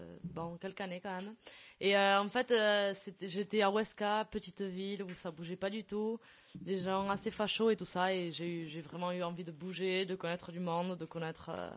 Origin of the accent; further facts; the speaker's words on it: Pau, Nouvelle-Aquitaine, France; also born or lived in Aragon; now in Barcelona, Spain; Ça fait quand même longtemps que je suis partie de Pau.